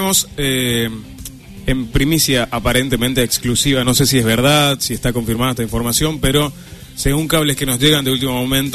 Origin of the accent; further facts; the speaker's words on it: Corrientes, Argentina; yo llegué como acostumbrado a la seriedad de cómo somos los correntinos